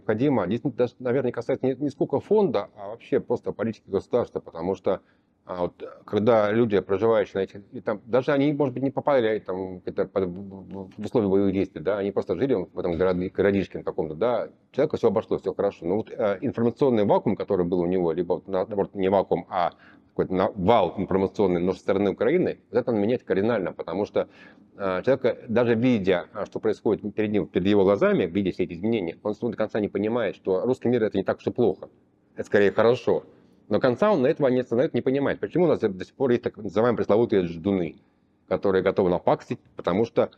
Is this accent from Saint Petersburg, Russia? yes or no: no; Moscow, Russia; сравнивая даже с тем, что мы москвичи, да, вот мы живем здесь